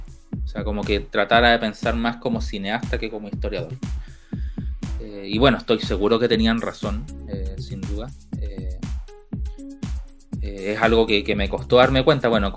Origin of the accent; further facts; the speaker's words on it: Arica, Arica y Parinacota, Chile; que tienen que ver con la zona de donde vengo, Arica.